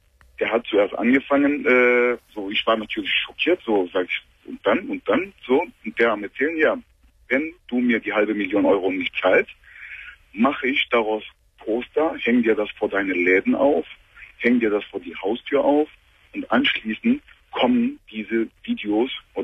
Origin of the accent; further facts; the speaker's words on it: Turkey; German is a second language; now in Germany; ich bin 39 Jahre alt. Mhm. Ursprünglich bin ich ein Türke, komme ich aus der Türkei.